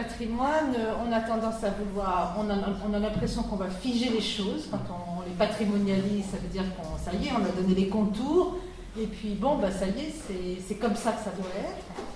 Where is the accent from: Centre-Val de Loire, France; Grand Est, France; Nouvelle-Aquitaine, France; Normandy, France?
Grand Est, France; Je venais d'Alsace